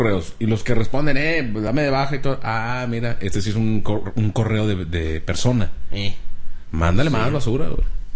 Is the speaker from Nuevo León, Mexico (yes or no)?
yes; Monterrey, Nuevo León, Mexico; now in Houston, United States; Soy de Monterrey, pero hace 15 días me vine a vivir a Houston.